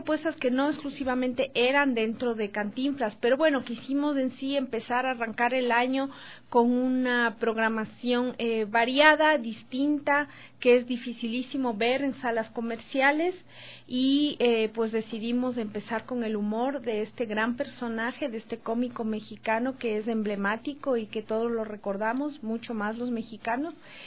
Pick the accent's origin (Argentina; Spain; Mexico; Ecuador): Ecuador; Y para nosotros como ecuatorianos también recibimos mucha incidencia de esta cultura en las programaciones.